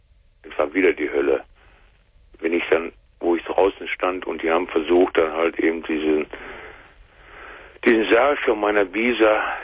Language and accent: German; Germany; Ich bin Deutscher. Wir Westeuropäer